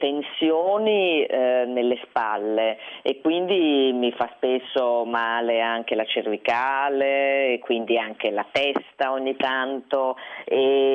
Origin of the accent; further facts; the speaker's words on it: Dolomites, Italy; io vengo dalle Dolomiti, ho sempre sciato